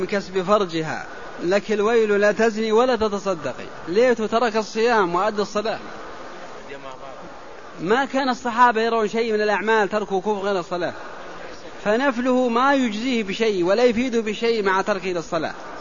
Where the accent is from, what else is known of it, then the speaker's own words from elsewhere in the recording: Al-Qassim, Saudi Arabia; أنا من القصيم وإنما نأتي أيام الحج، التوعية ودروس في الحرم بأيام الحج فقط، وإلا نرجع للقصيم بعدما تنتهي أعمال الحج.